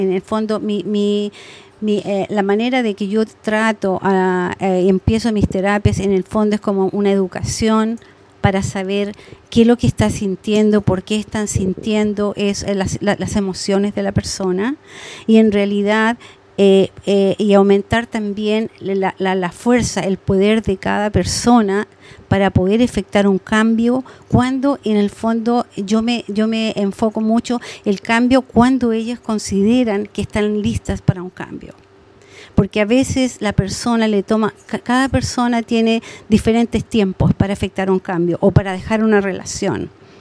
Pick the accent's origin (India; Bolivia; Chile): Chile; moved away; soy migrante chilena. En Chile yo estudié medicina nuclear y me especialicé en exámenes de cerebro.